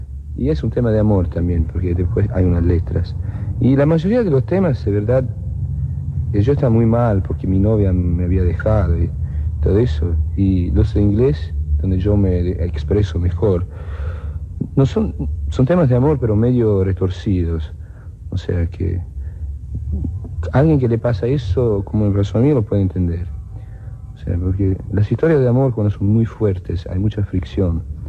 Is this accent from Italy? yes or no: yes; Italy; also born or lived in Scotland / England; Sí, pero yo soy un italiano que no es italiano. Mi mamá nació en China, mi padre en Turquía. Yo viví en Escocia, en Inglaterra. No sé.